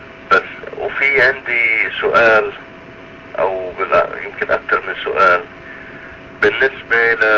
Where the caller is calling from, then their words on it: United States; أنا بتكلم معك من أمريكا.